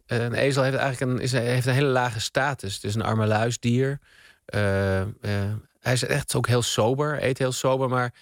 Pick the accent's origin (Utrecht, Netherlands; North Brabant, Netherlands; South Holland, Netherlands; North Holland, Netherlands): Utrecht, Netherlands; born there; in Utrecht, de stad waar ik ben geboren en woon